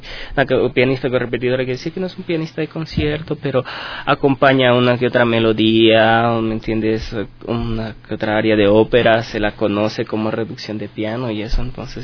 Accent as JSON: {"language": "Spanish", "town": "Ambato", "region": "Tungurahua", "country": "Ecuador", "said": "en Ciudad de Ambato, de donde yo vengo"}